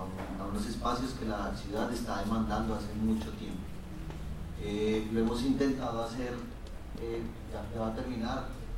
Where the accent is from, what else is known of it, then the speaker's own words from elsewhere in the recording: Bogotá, Colombia; yo soy de Bogotá